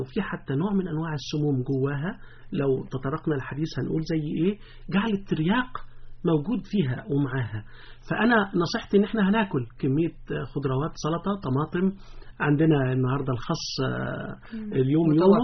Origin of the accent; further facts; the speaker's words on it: Egypt; لكن في الغالب كلنا كمصريين بناكلها، حتى لو مش في شم النسيم